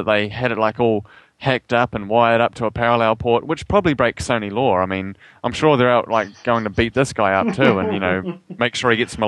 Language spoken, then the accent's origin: English; New Zealand; accent: New Zealand; You like making fun of my New Zealand accent.